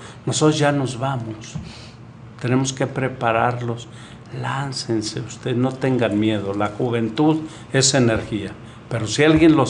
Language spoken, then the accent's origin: Spanish; Tlaquepaque, Jalisco, Mexico; Ah, pues es mi paisano, yo soy de Tlaquepaque.